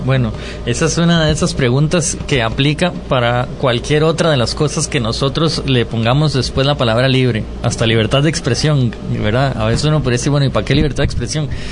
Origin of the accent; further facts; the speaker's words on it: Alajuela, Costa Rica; Yo soy de Alajuela.